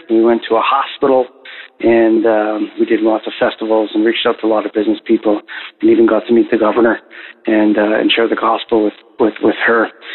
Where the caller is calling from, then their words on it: Canada; calling from Canada. I'm back from Africa and on my feet.